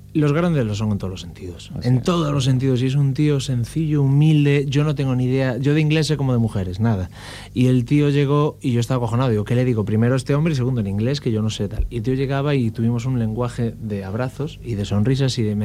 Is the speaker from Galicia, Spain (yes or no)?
yes; Ferrol, Galicia, Spain; Pero si yo estoy aquí con mi guitarra que vengo de Ferrol a cantar y gritando, yo me temblaba las piernas.